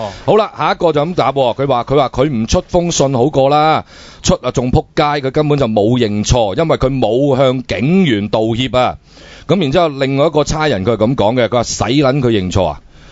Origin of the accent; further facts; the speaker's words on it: Hong Kong; 作为一个香港人，